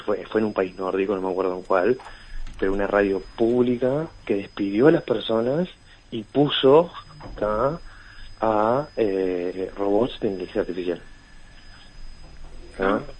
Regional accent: Montevideo, Uruguay; accent: Río de la Plata; tiene el tono de voz de acá, del Río de la Plata. O sea, que habla con no nuestro acento.

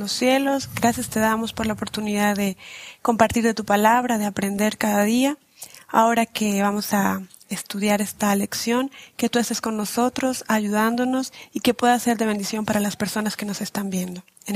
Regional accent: Venezuela; Yo vengo de Venezuela. También tengo padres colombianos. Me casé con un boliviano, así que estoy aquí.

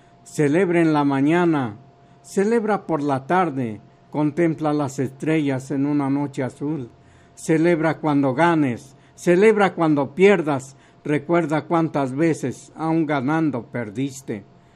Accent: Huejotzingo, Puebla, Mexico; de Huejotzingo me dio las facilidades para presentar mi libro allá y vi toda esa riqueza que tiene mi patria chica

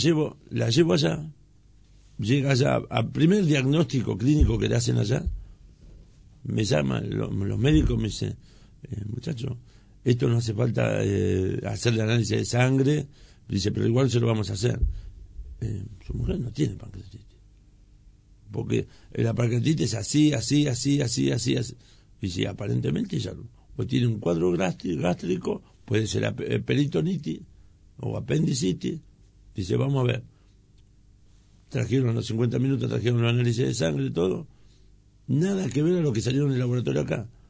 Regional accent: Moreno, Buenos Aires Province, Argentina; Yo hace 40 años que vivo en Moreno. Prácticamente nací en Moreno. Mi viejo compró en el año 67 un terrenito acá.

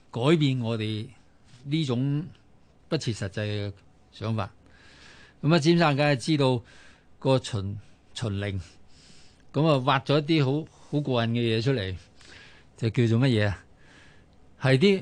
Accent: China; 身为中国人，又算系学过历史嘅，亦都知道中国人学历史有一个好大嘅弊病

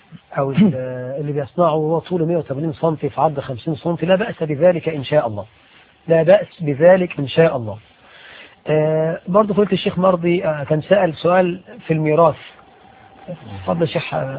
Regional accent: Egypt; بلدنا مصر

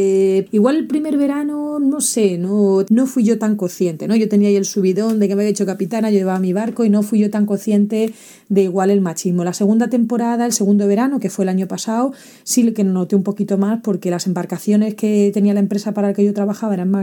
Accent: Spain; accent: Spanish; soy la única española hablando por la radio en los barcos, entonces es muy fácil reconocerme el acento español

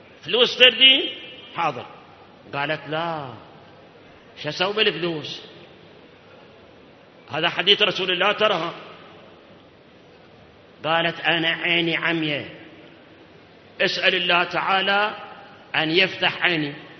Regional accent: Iraq; أكو مثل عندنا بالعراق

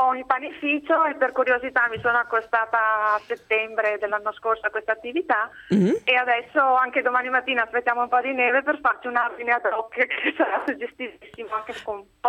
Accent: Padua, Veneto, Italy; però noi siamo di Padova e saremo una cinquantina

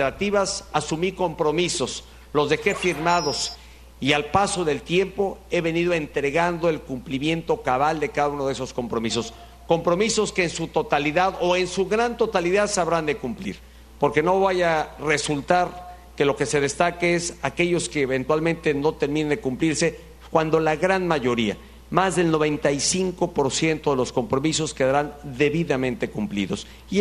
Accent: Mexico; lo que sí nos identifica a todos, y en eso creo que no haya una voz discordante, es que somos orgullosamente mexicanos

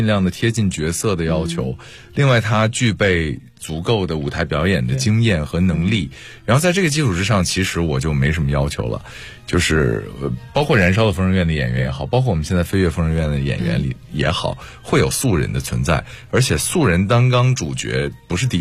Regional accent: Dalian, Liaoning, China; 我是大连人。

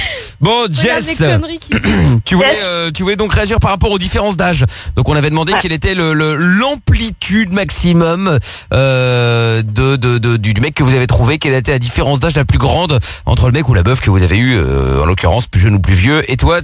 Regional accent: Portugal; je suis portugais, Jess, donc je suis plutôt du Sud, même.

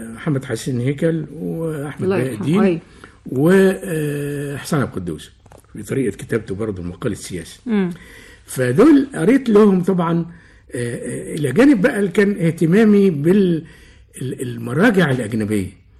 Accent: Egypt; اولا في المدخل تمثال مش موجود عندنا في مصر

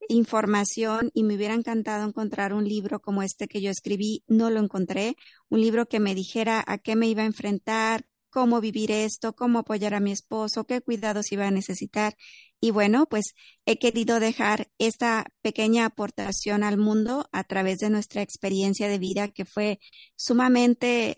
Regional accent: Mexico; soy mexicana, soy contadora pública de primera profesión

